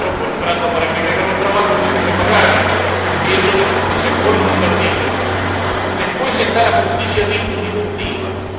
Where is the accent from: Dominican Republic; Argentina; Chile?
Argentina; somos argentinos por nacimiento.